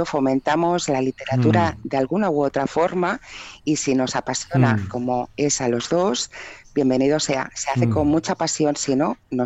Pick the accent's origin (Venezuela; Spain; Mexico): Spain; Barcelona, Catalonia; aquí en Cataluña, porque yo soy catalana, soy de aquí de Barcelona